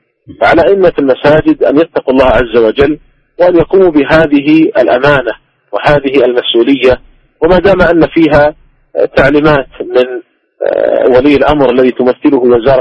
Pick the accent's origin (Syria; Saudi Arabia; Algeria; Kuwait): Saudi Arabia; ومثلا عندنا في المملكة العربية السعودية